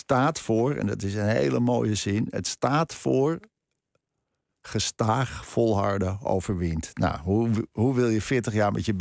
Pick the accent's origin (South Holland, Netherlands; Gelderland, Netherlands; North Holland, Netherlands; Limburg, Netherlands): North Holland, Netherlands; Krommenie; Ik bedoel, ik heb daar van mijn 10e tot mijn 20e gewoond in Cromony.